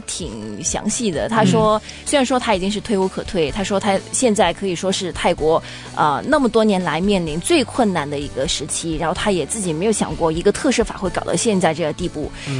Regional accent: Guangdong, China; accent: Cantonese; 我们广东话说

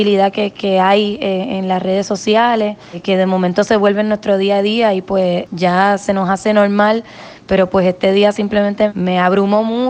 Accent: Puerto Rico; nuestro lado humano, nuestro lado cálido como puertorriqueño, nos ha movido a reaccionar en momentos de dificultad

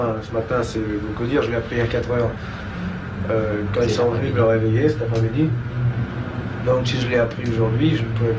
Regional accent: France; Et je suis un Français.

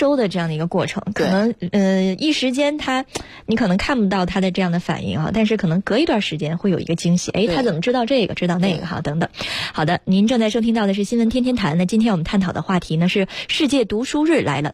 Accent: China; 我们中国人的人均阅读量呢仍然是有差距的啊

